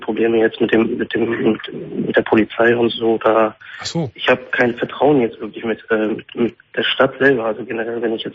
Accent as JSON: {"language": "German", "country": "Turkey", "tie": "born or raised there", "also_born_or_lived": "Italy", "moved": "yes", "lives_now": "Germany", "said": "Weil ich bin eigentlich in Italien geboren, aber mit 3 Monaten wurde ich halt in die Türkei mit meinem Vater geschickt und habe da erst eine Staatsbürgerschaft bekommen und habe jetzt einen türkischen Pass."}